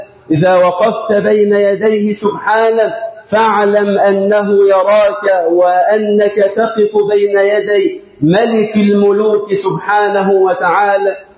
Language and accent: Arabic; Egypt; اللهم اجعل بلدنا مصر أمنا أمانا